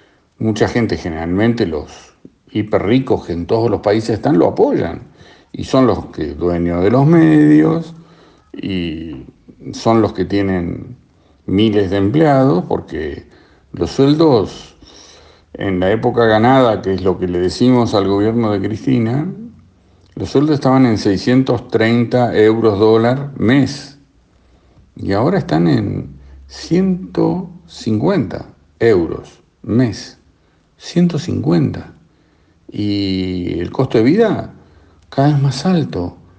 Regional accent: Argentina; yo soy argentino y tengo que mirar primero el ombligo

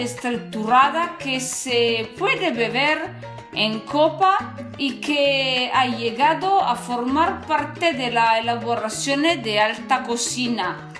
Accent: northern Italy, Italy; Spanish is a second language; soy italiana del norte de Italia. Estudio español, perdóname si voy a hacer un poco de mala pronunciación.

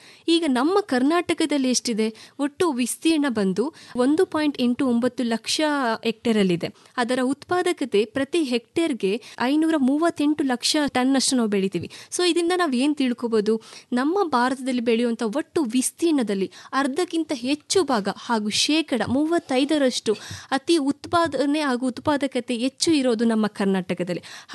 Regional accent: Kunigal, Karnataka, India; ನಮ್ಮ ಊರು ಕುಣಿಗಲ್, ತುಮಕೂರು ಜಿಲ್ಲೆ.

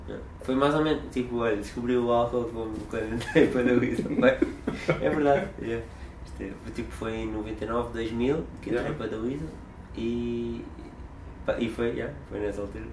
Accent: Almada, Setúbal, Portugal; em Almada, onde eu cresci

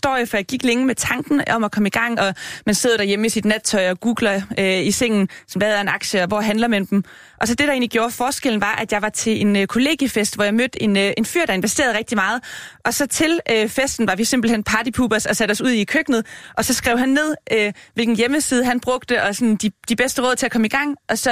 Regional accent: Region of Southern Denmark, Denmark; Og jeg er jo fra Fyn og har hele min familie i Jylland

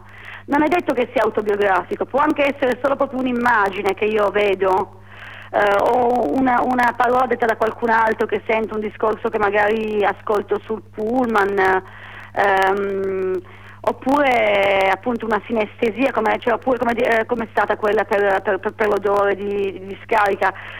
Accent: Turin, Piedmont, Italy; now in Milan, Italy; Sì, anzi in verità la mia città è Torino.

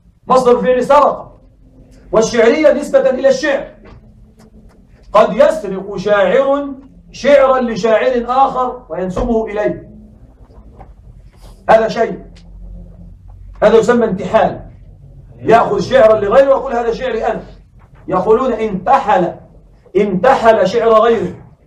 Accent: Egypt; عندنا في مصر يوجد عبارة في العامية لكن يمكن أن نقولها بالفصحى

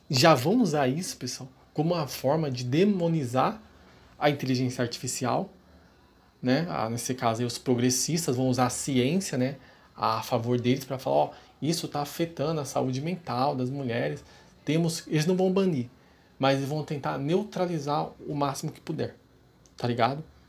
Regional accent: São Paulo, Brazil; Eu sou de São Paulo, pessoal.

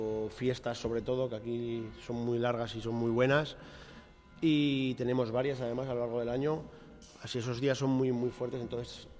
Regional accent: Fitero, Navarre, Spain; Yo era lo que quería desde que empecé a ser cocinero, abrir un restaurante en mi pueblo.

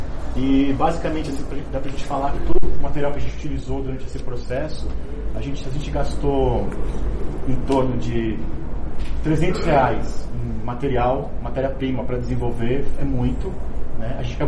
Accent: Santo André, São Paulo, Brazil; eu sou de Santo André

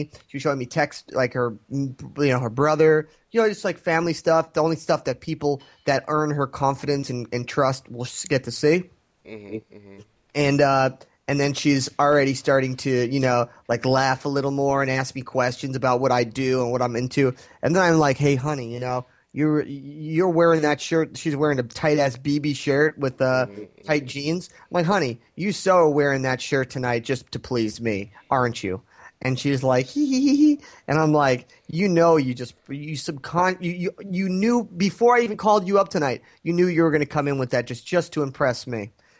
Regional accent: United States; And you know me, I'm an American. I'm a white male.

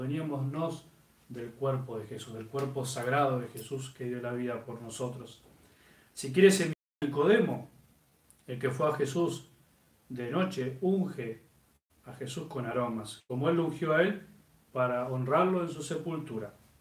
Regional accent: Tucumán, Argentina; desde Tucumán, mi tierra, qué lindo Tucumán, cómo extraño Tucumán

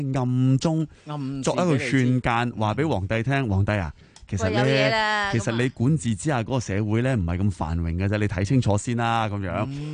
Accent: Hong Kong

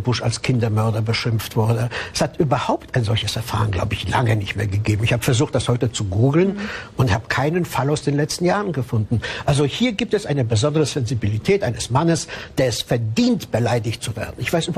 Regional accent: Cologne, North Rhine-Westphalia, Germany; Ich bin ja in Köln groß geworden

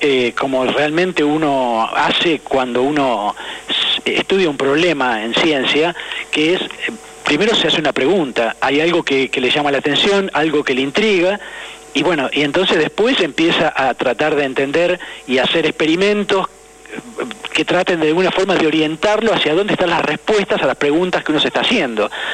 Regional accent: San Miguel, Buenos Aires Province, Argentina; born there; Yo soy nacido en San Miguel, provincia de Buenos Aires

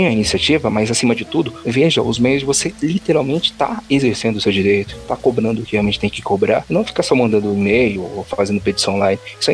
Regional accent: São Paulo, Brazil; inclusive pra mim, que eu sou aqui de São Paulo

